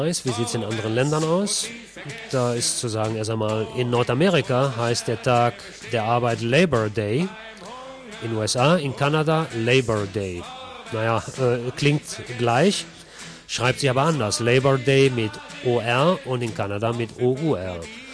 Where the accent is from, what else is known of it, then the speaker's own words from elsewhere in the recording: North Rhine-Westphalia, Germany; In Nordrhein-Westfalen zum Beispiel, wo ich herkomme